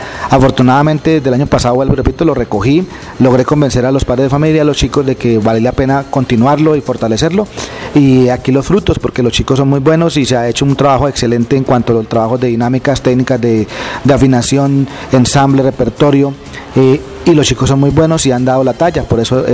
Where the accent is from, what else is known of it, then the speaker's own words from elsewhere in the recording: Agua de Dios, Cundinamarca, Colombia; soy el director de la banda municipal de La Mesa Cundinamarca. Soy oriundo de Agua de Dios, nací el 21 de octubre de 1968.